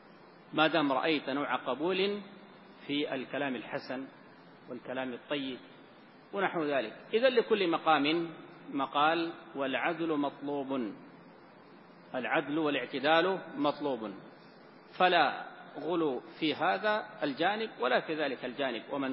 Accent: Sudan; الآن عندنا في السودان من هو على ذلك،

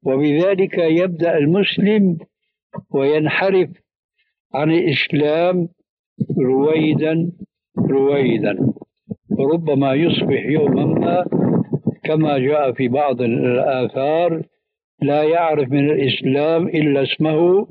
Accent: Syria; هذه يسموها عندنا في سوريا برازيت، يعني تشويش

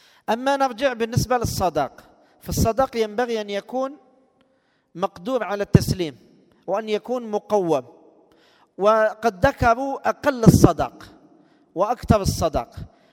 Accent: Algeria; لو كان الشيخ يعلم أن المصطلح عندنا في الجزائر الفاتحة المقصود بها العقد الشرعي

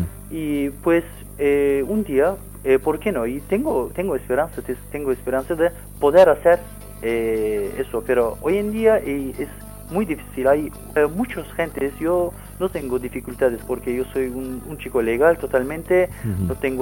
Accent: Dersim, Tunceli Province, Turkey; Spanish is a second language; Yo soy de Dersim.

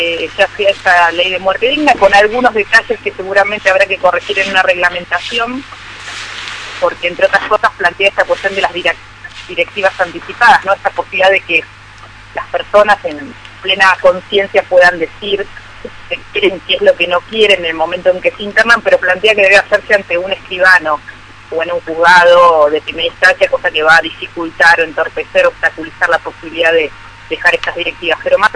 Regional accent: Lomas de Zamora, Buenos Aires Province, Argentina; born there; now in Buenos Aires, Argentina; yo nací en el sur del conurbano bonaerense, en la localidad de Lomas de Zamora, y con el correr de la vida me fui mudando hacia la ciudad de Buenos Aires y hoy estoy viviendo un poquito al norte de la ciudad de Buenos Aires.

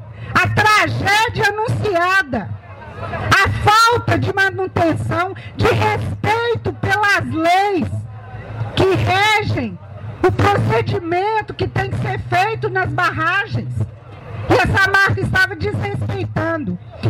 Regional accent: Belo Horizonte, Minas Gerais, Brazil; eu também não sou de Mariana, sou de Belo Horizonte, mas tive a grata satisfação de viver durante um ano na comunidade de Bento Rodrigues.

